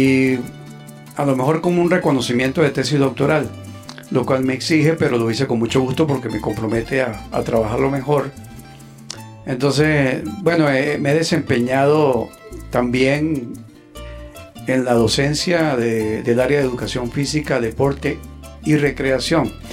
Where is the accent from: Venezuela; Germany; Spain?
Venezuela; La Grita, Táchira; Soy nativo de la tienda en el Táchira, La Grita.